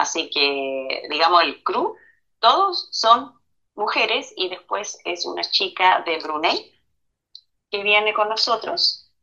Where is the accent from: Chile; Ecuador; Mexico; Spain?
Chile; also born or lived in Sweden; yo también soy chilena, no soy solamente sueca